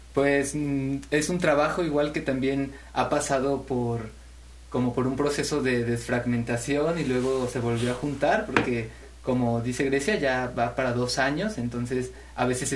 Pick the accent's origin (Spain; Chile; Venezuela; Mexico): Mexico; Xalapa, Veracruz; Solamente 2 compañeros somos de Jalapa.